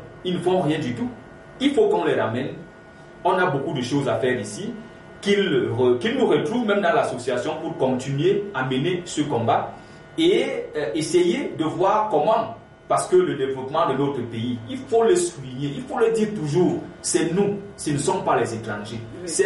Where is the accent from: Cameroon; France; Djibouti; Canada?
Cameroon; chez nous au Cameroun qui parle de la migration irrégulière de cette façon